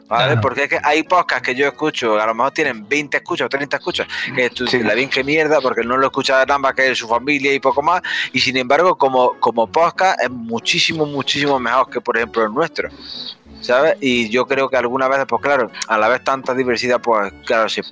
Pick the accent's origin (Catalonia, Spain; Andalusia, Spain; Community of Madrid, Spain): Andalusia, Spain; yo soy andaluz